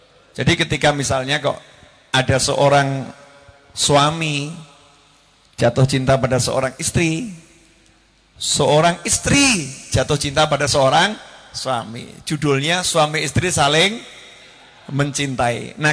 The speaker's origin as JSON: {"language": "Indonesian", "country": "Indonesia", "said": "kita orang Indonesia ngerti"}